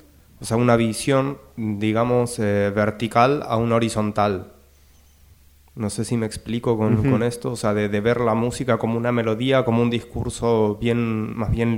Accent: Chile; Soy de Chile.

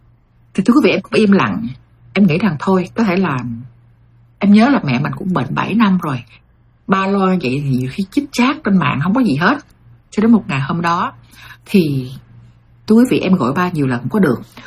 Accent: United States; Em bỏ qua rất là dễ bởi vì em lớn lên ở Mỹ và em hiểu cái người già cô đơn

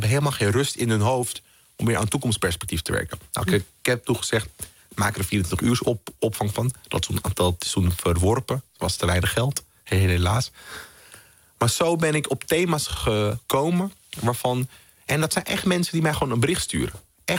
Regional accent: Amsterdam, North Holland, Netherlands; Nou, ik ben in Amsterdam-Zuidoost opgegroeid. Vooral in de jaren 90 was het toch een hele spannende plek.

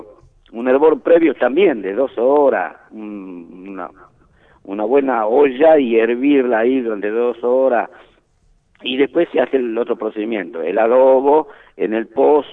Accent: Salta, Argentina; pero yo precisamente soy de Salta, salteña.

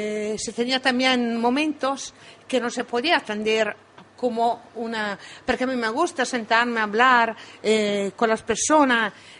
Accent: Italy; accent: Italian; Spanish is a second language; Sí, pero soy muy italiana. En el sentido que no, este acento no me lo saco

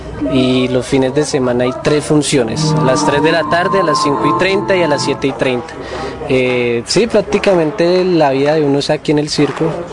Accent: Bogotá, Colombia; pues yo soy de Bogotá, hay familia de otras partes del país, de otra parte de Colombia.

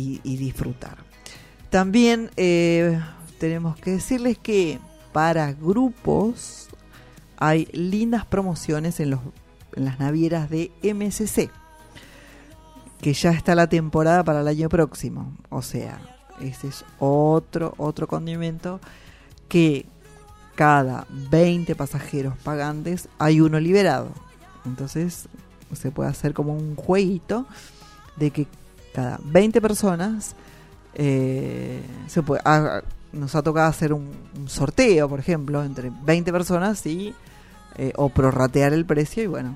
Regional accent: Argentina; nosotros tenemos la obligación como argentinos de conocer nuestras queridísimas cataratas del Iguazú

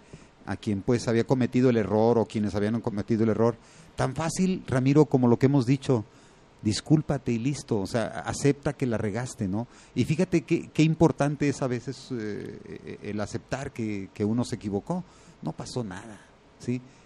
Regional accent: Mexico; somos como mexicanos, como seres humanos, como ciudadanos

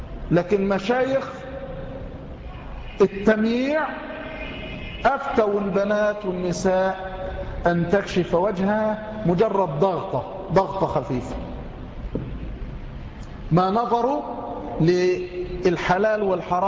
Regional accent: Egypt; بل عندنا في مصر

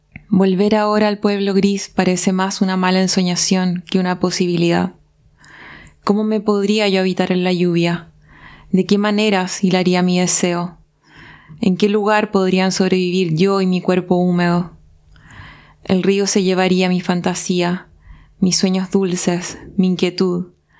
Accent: Paillaco, Los Ríos, Chile; soy de Chile, para la gente que nos va a estar escuchando. Y soy del sur de Chile, de un pueblo que se llama Paillaco, que está cerca de Valdivia.

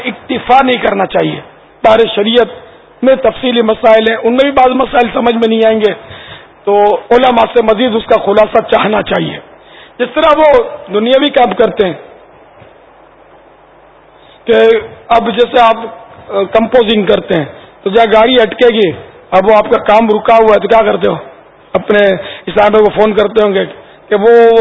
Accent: Pakistan; ہم پاکستانی ہیں تو لگائیں گے نظر، پاکستان کی پیدائش ہے میری، تو ہمارا وطن ہے،

